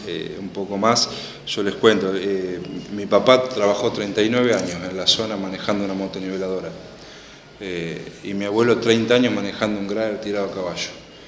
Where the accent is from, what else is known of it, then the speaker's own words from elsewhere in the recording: General Alvear, Buenos Aires Province, Argentina; La zona sexta es General Alvear, de donde soy oriundo